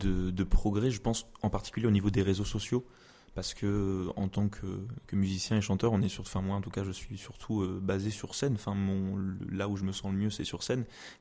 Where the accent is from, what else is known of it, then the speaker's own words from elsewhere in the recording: Blois, Centre-Val de Loire, France; Je suis originaire de Blois et je suis étudiant à Tours. Mais je suis né à Blois, à Blaisois.